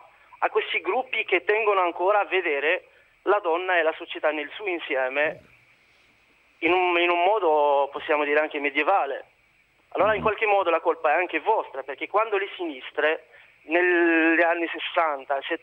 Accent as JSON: {"language": "Italian", "country": "Morocco", "said": "Io sono del Marocco."}